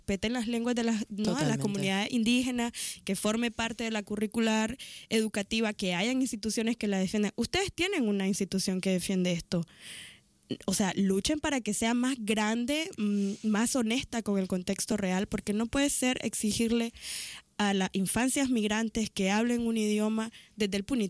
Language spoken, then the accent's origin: Spanish; Nicaragua; accent: Nicaraguan; con mi acento nicaragüense, con a veces mezclado ya más español